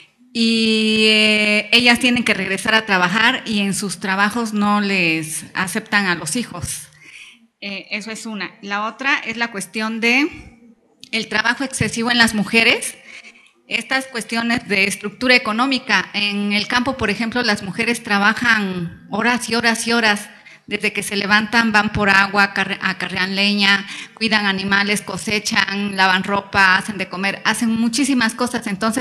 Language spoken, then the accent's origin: Spanish; Oaxaca, Mexico; de Oaxaca.